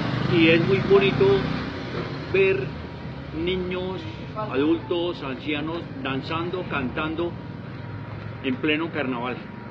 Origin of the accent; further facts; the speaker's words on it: Bogotá, Colombia; Primero que todo porque vivo en Fontibón, soy de Fontibón y desplazarme queda muy difícil.